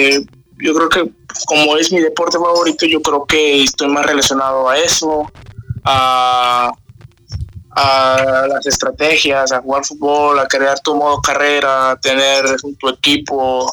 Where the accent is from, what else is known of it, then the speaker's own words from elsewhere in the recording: Oaxaca, Mexico; Okay. Soy originario de Ciudad de Estepe, Oaxaca. Uh-huh. Más conocido en la zona del Istmo.